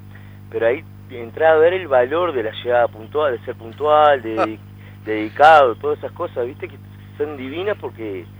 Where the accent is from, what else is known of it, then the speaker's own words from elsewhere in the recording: San José, Uruguay; moved away as an adult; now in Montevideo, Uruguay; Después de ahí me vine a Montevideo a seguir la carrera de ingeniería tecnológica. Y ahí empecé, vine al venir de San José, tenía que trabajar para poder vivir en Montevideo.